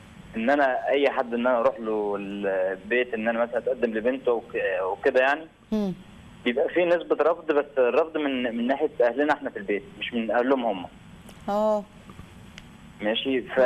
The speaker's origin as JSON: {"language": "Arabic", "town": "Faiyum", "region": "Faiyum Governorate", "country": "Egypt", "said": "انا 26 سنه من الفيوم."}